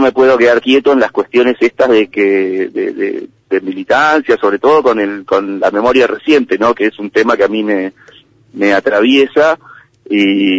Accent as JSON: {"language": "Spanish", "town": "La Plata", "region": "Buenos Aires Province", "country": "Argentina", "said": "Yo soy de La Plata"}